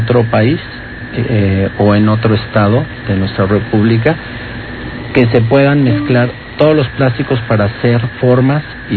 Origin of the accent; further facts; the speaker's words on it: Mexico; como mexicanos decíamos, no hombre, los chinos, ¿cuándo van a subir?